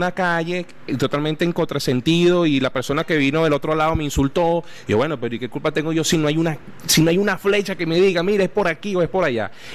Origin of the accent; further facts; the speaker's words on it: Venezuela; también está la otra isla que uno incluso como venezolano ha visto, al menos yo he visto.